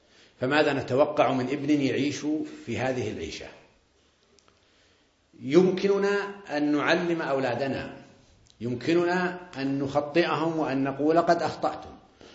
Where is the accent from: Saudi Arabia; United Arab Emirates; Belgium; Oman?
Saudi Arabia; عندنا في السعودية يقولون بزر، وعندكم يقولون عيل، وإخواننا في الخليج يقولون جاهل